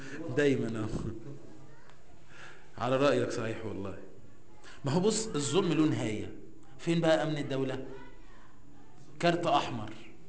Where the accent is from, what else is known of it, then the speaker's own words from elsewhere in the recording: Egypt; هو من عادة المصريين اصلا، احنا كمصريين، اي حد مصري